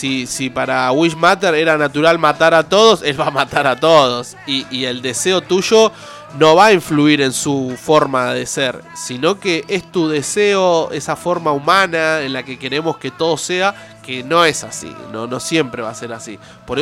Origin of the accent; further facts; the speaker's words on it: Olavarría, Buenos Aires Province, Argentina; born there; pasa allá en mi ciudad, que por ahí me vio nacer, que es en Olavarría